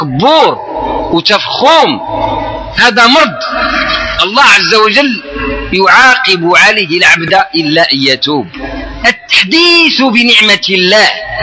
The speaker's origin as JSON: {"language": "Arabic", "country": "Morocco", "said": "ما عندك والو على الدص كما نعبروا احنا مغاربه"}